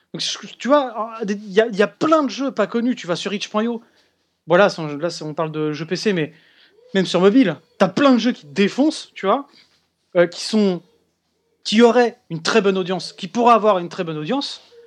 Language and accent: French; France; Je suis français.